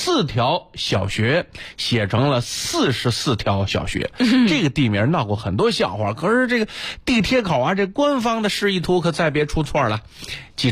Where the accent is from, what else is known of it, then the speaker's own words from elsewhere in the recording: Beijing, China; 但我小时候是在北京过的，就是童年时代是在北京过的，